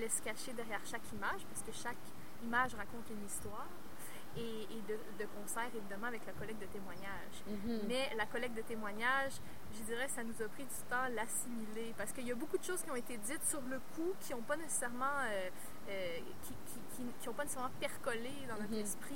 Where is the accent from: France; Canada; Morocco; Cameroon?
Canada; Quebec City, Quebec; moi, c'est sûr que j'ai été élevée dans Saint-Jean-Baptiste, donc ouais. je connais beaucoup de monde, je connais bien le quartier